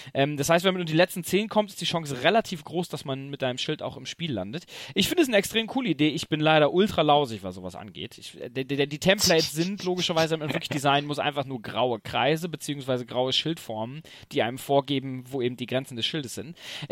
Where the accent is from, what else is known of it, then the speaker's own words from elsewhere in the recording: Tübingen, Baden-Württemberg, Germany; aber wir kommen ja aus Tübingen